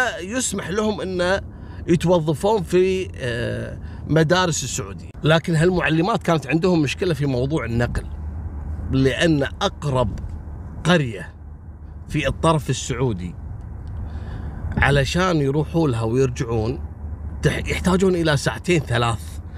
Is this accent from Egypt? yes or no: no; Kuwait; حتى عندنا في الكويت رجل ما يشوف المرأة اللي تقدم لها